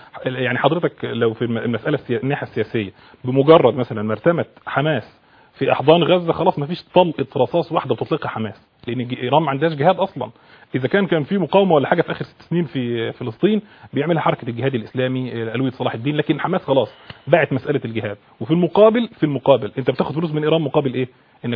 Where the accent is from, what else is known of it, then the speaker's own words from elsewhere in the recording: Egypt; عايز اعرف انا كمواطن مصري